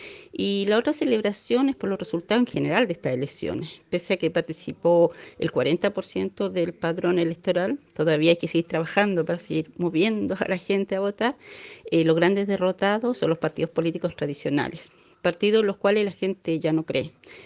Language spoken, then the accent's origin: Spanish; Chile; soy escritora chilena.